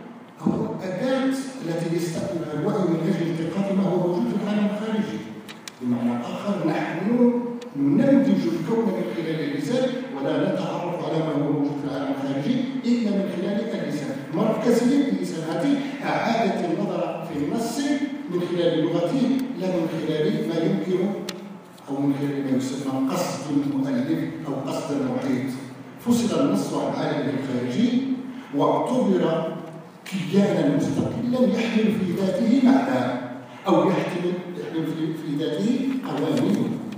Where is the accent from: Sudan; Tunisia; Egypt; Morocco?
Morocco; شكرا للذين استضافوا وطني، وشكرا للذين استضافوني أنا وزملائي المثقفين من المغرب